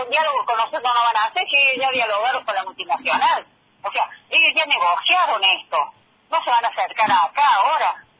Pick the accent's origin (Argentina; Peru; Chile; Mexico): Argentina; nosotros no somos de Malvinas, Argentina, somos de la República Argentina. Somos todos argentinos